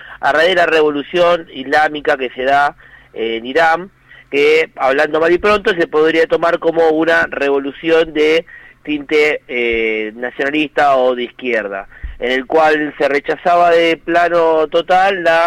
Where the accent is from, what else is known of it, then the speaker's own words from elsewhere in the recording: Argentina; otro de los puntos que a nosotros como argentinos nos toca de lleno